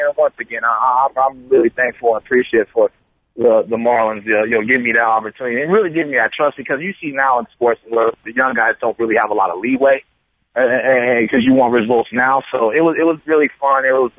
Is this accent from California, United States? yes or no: yes; Oakland, California, United States; No, I'm from Oakland, man.